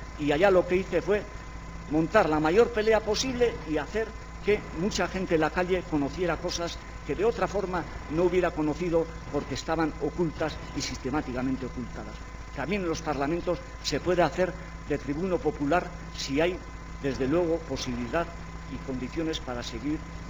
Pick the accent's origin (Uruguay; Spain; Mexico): Spain; Basque Country; born there; en el pueblo de donde yo nací, en el País Vasco